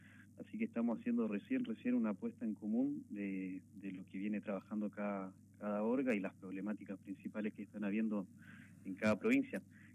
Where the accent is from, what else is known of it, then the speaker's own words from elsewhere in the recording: Chile; yo hace mucho tiempo no venía, soy de Chile